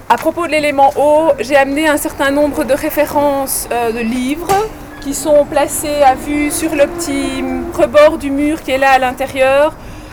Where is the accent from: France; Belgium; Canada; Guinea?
Belgium; Brussels, Brussels-Capital Region; born there; Pourtant, je suis bruxelloise de naissance et j'habite toujours Bruxelles, la grosse tare.